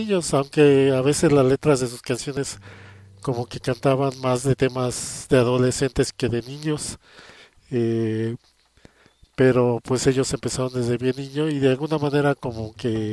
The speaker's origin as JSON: {"language": "Spanish", "country": "Mexico", "said": "Pues como todo mexicano, todo niño mexicano de ese entonces, pues me acuerdo bien de las canciones más famosas"}